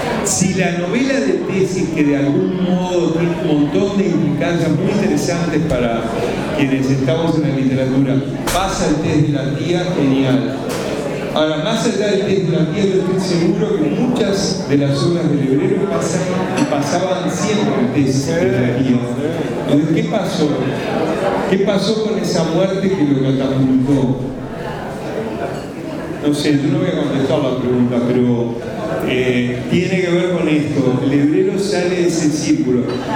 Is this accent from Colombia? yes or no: no; Uruguay; Qué morboso que somos los uruguayos.